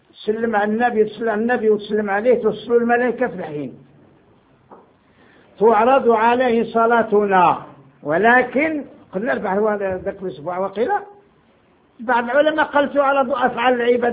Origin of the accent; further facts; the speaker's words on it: Morocco; قلت له انا مغربي.